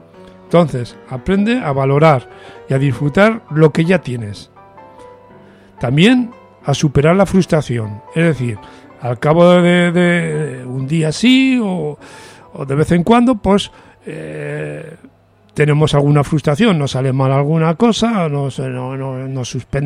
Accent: Catalonia, Spain; muchos amigos míos, tanto catalanes como españoles, o que se sienten las dos cosas, como yo, y que no caemos en la trampa de tener que sentirnos nada más una de esas dos cosas

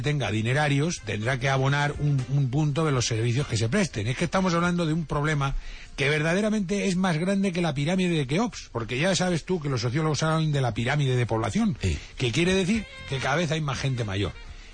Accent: Toledo, Castilla-La Mancha, Spain; yo que soy de Toledo, todo el cuerpo lleno de espadas

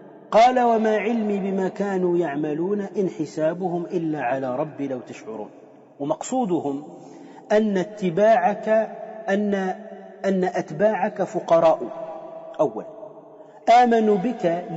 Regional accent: Tunisia; أنا أعرف رجلا صوفيا عندنا في تونس

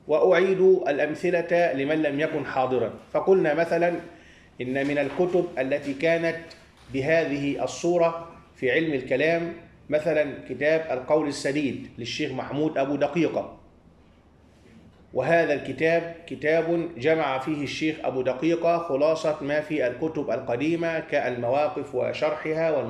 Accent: Egypt; ونحن عندنا في مصر 3 مشهورون

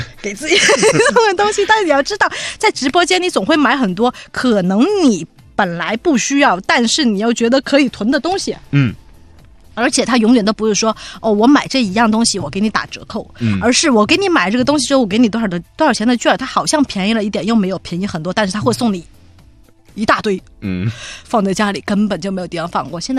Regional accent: Shenyang, Liaoning, China; 就我们沈阳的诗歌。

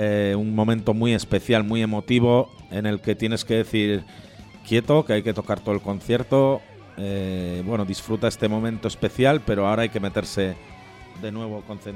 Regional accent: Bilbao, Basque Country, Spain; Es un teatro increíble donde, como buenos bilbaínos, pues siempre hemos soñado y hemos tenido en el punto de mira.

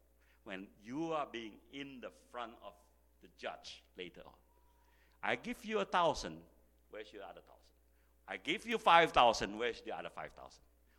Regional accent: Jakarta, Indonesia; English is a second language; When I grew up in Indonesia, I was never thought that I would become a Christian, because I live in Jakarta

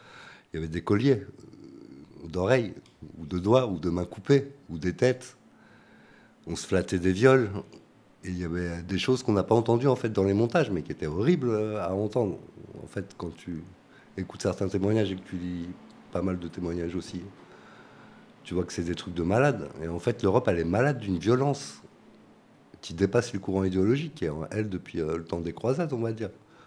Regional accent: Algeria; même en tant qu'Algérien, je sais pas, l'Algérie, c'est une fabrication française.

